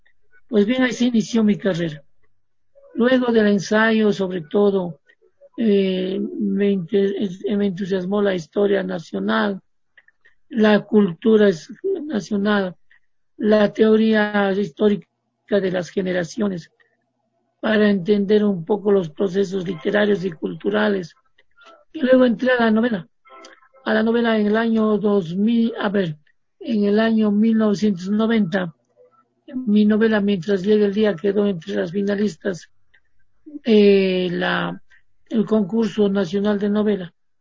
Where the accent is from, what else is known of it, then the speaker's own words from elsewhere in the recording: Cuenca, Azuay, Ecuador; Yo me eduqué en Cuenca, soy cuencano, estudié en la Universidad de Cuenca dos carreras a la vez.